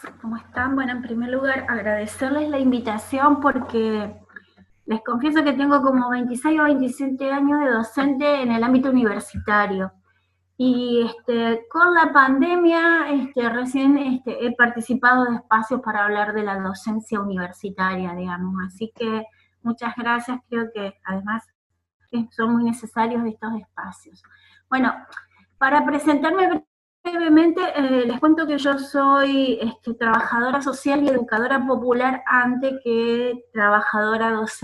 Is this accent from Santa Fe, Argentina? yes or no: yes; Santa Fe, Argentina; Soy de Santa Fe, perdón. De la ciudad de Santa Fe, perdón.